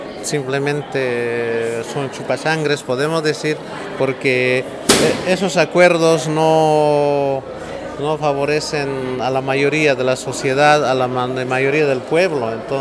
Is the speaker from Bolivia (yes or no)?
yes; Bolivia; soy boliviano.